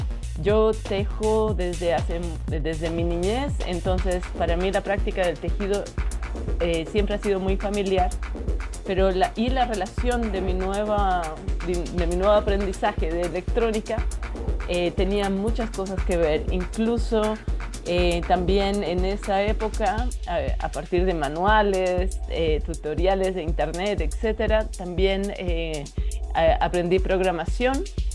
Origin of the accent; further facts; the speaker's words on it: Bolivia; qué tipo de tecnología estábamos usando como artistas bolivianos